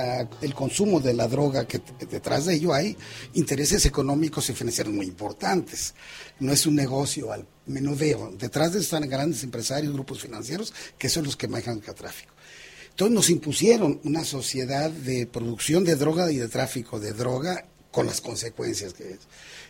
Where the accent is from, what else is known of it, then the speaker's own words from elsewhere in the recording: Durango, Mexico; Yo soy de Durango, el lugar donde se produce la mayor parte de la amapola